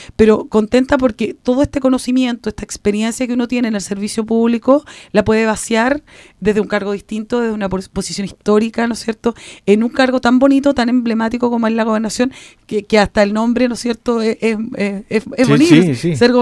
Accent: Osorno, Los Lagos, Chile; Yo me crié en la Feria Libre de Rahue desde que...

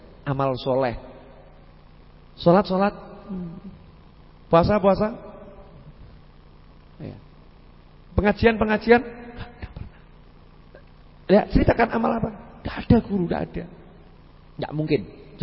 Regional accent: Surakarta, Central Java, Indonesia; Oh, saya itu orang Solo kan kalau ngomong Inggris suka salah-salah.

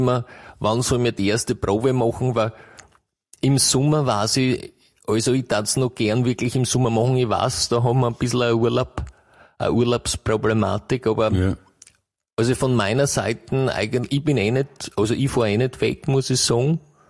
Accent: Botendorf, Austria; Ich bin aus Botendorf.

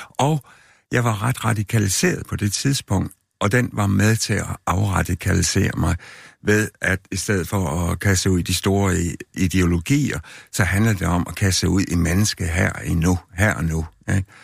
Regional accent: West Jutland, Denmark; Jeg kommer ung vestjyde fra Landerlige

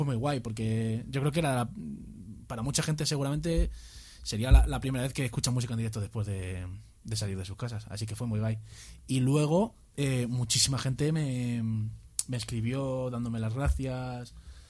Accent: Vallecas, Community of Madrid, Spain; Yo soy de Vallecas también, macho.

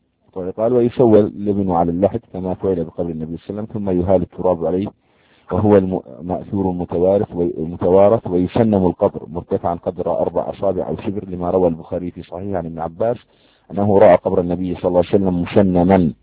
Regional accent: Jordan; يعني عندنا في الأردن

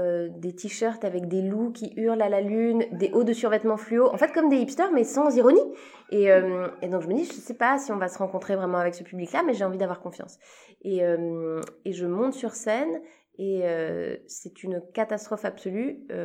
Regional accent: Switzerland; Donc moi je suis suisse, j'ai commencé ma carrière en Suisse et j'ai toujours d'ailleurs une carrière en Suisse.

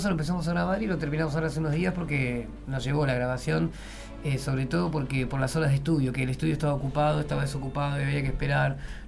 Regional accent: Argentina; Mira, yo siendo argentino, el tango lo escuché desde chico

